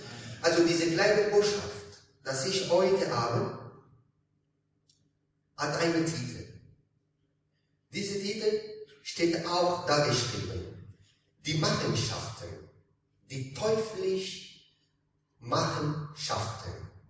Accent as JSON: {"language": "German", "country": "Italy", "moved": "yes", "lives_now": "Hildesheim, Germany", "said": "ich komme aus Italien, ich und meine Familie, wir sind aus Italien gekommen, aber nicht jetzt, wir wohnen jetzt in Hildesheim."}